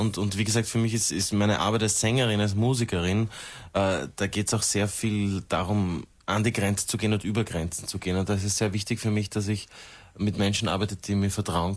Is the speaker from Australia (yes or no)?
yes; Australia; German is a second language; now in Austria; Australien. Australia. Also, from down under. Outback.